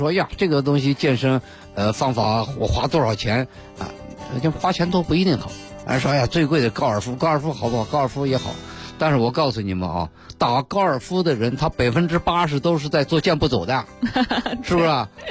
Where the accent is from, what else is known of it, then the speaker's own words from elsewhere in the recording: Beijing, China; 尤其是我们北京人啊